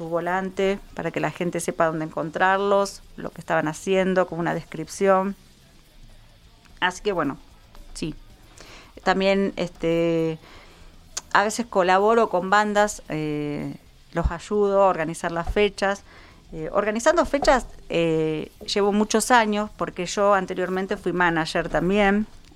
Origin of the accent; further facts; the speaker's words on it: Isidro Casanova, Buenos Aires Province, Argentina; en la zona oeste, de donde soy yo, en Casanova.